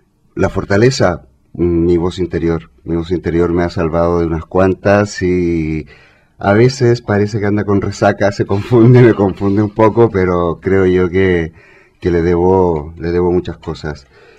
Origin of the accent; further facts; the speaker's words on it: Chile; moved away as an adult; now in Spain; Yo lo descubrí en Chile, soy chileno, llegué aquí a España hace, bueno, ahora chileno-español, llegué a España hace más de 9 años ya.